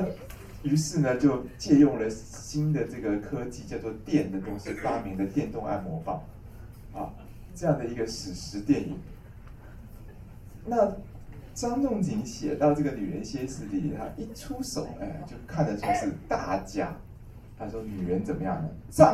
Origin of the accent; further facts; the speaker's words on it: Taiwan; 就是我们台湾都是男生在吃甘麦大枣汤